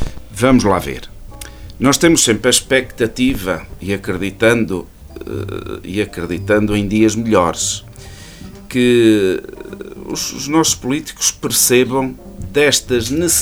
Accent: Ervedal, Centro, Portugal; eu nasci aqui, eu sou natural de Oliveira, do Arvedal, de Oliveira do Hospital.

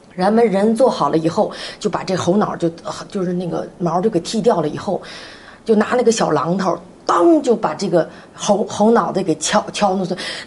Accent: Northeast China, China; 然后我们东北人特别爱吃那个血肠

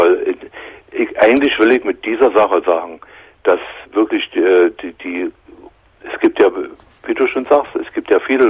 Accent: East Germany, Germany; Ja, in der DDR.

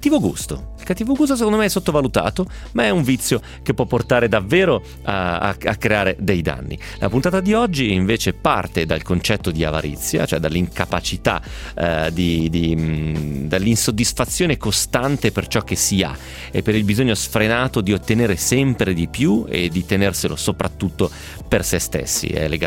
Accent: Carbonara di Bari, Apulia, Italy; nel mio paese, Carbonara di Bari.

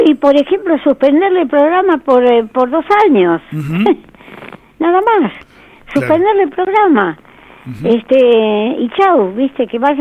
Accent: Argentina; Quiero como argentina aportar.

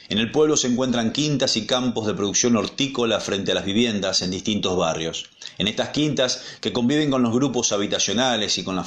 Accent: Cañada de Gómez, Santa Fe, Argentina; Por último, Cañada de Gómez, mi ciudad natal, a 75 kilómetros al noroeste de Rosario.

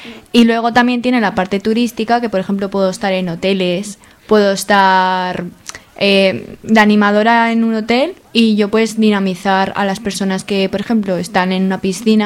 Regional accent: Pinsoro, Aragon, Spain; also born or lived in Zaragoza; A ver, pues yo realmente no soy de Zaragoza, soy de un pueblo de Gea los Caballeros, se llama Pinsoro, que no sé si lo conoceréis. Las Cinco Villas.

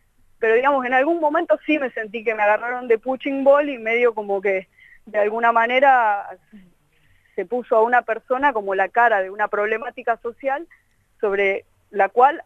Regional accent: Tucumán, Argentina

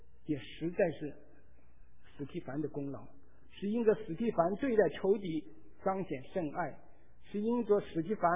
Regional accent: China; 我们中国人常常说，此仇不报，死不什么，死不瞑目。

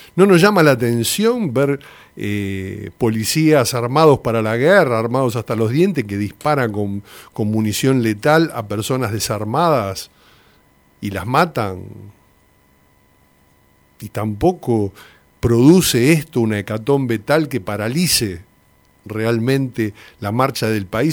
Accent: Argentina; y no solamente por lo que nos sucede a nosotros como argentinos

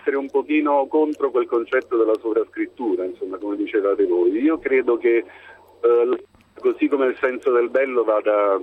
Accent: Naples, Campania, Italy; io sono un napoletano che sa praticamente il pendolare fra Napoli e Milano

